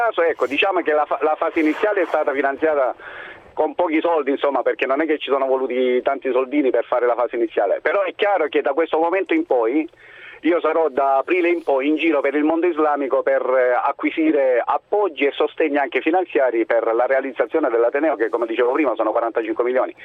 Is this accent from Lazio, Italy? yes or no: no; Lecce, Apulia, Italy; Poi io sono originario di Lecce, per cui insomma questo ha facilitato il tutto